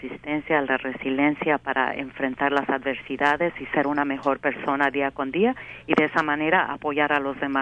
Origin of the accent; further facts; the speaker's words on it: Mexico; sabiendo que vengo de raíces mexicas, esa es mi raíz porque soy originaria de México